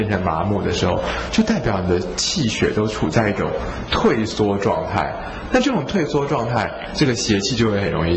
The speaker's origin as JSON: {"language": "Chinese", "country": "Taiwan", "said": "那一般我们台湾人是比较撑不住一点。"}